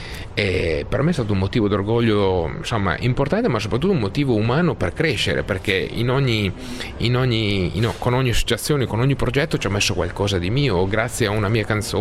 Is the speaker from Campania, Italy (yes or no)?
no; Emilia-Romagna, Italy; forse da buon emiliano cerco di vedere sempre le cose positive, no?